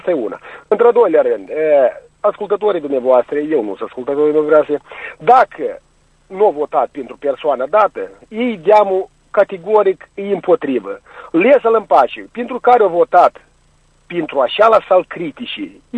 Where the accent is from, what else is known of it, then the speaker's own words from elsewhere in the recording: Călărași, Călărași District, Moldova; de la Călăraș.